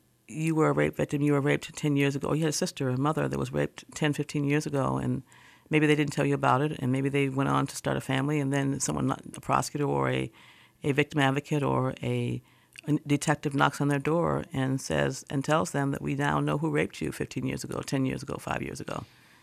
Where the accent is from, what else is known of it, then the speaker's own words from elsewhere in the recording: United States; I think that we are, as an American society, and I can't speak for, you know, I can't really speak beyond Michigan, but I think as an American society, we are very, very free.